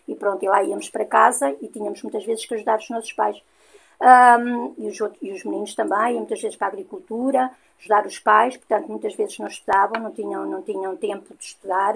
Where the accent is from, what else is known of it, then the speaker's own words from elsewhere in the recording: Ançã, Centro, Portugal; e de Ançã, sou de Ançã.